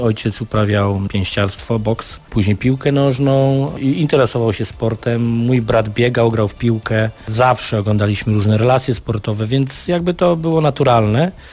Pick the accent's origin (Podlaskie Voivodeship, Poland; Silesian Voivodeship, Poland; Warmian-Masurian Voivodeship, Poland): Silesian Voivodeship, Poland; now in Gdańsk, Poland; ja nigdy tutaj będąc w Gdańsku od 96 roku nie wstydziłem się swojego pochodzenia, że jestem Ślązakiem z krwi i kości, że we mnie płynie w 100% śląska krew.